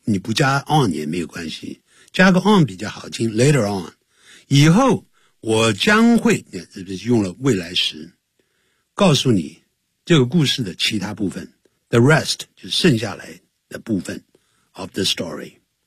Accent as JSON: {"language": "Chinese", "town": "Nanjing", "region": "Jiangsu", "country": "China", "tie": "born there", "said": "But I was born in 南京。可是呢，我籍贯是南宁啊。可是我却是在南京出生的"}